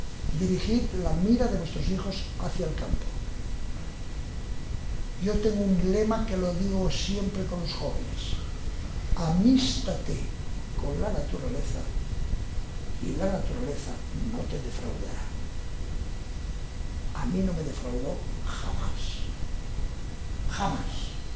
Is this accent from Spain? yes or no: yes; Catalonia, Spain; como él es catalán y también soy catalán